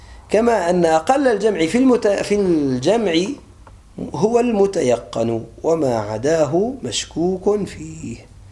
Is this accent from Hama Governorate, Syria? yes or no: no; Aleppo, Aleppo Governorate, Syria; accent: Aleppine; يعني بعض الأولاد عندنا على لهجتنا الحلب